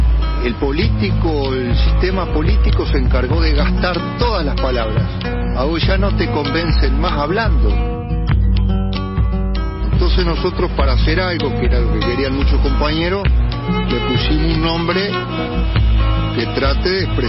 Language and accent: Spanish; Uruguay; el uruguayo en particular, ustedes saben cómo somos los rioplatenses, herederos de los tanos y vascos y un montón de gente